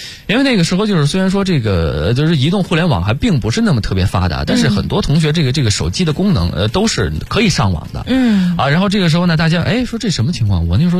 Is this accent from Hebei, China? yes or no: yes; Hebei, China; 那个时候因为我就是河北人嘛，所以说就是离得很近，那个时候正在老家。